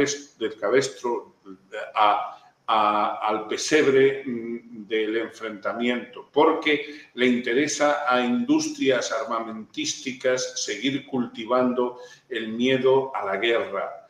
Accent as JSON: {"language": "Spanish", "country": "Spain", "said": "Yo, como español, me niego a que me lleven al matadero"}